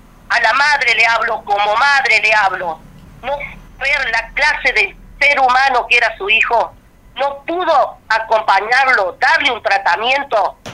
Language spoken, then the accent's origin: Spanish; Río Ceballos, Córdoba, Argentina; Mira, yo no vivo en San Cipuede, yo soy de Río Ceballos.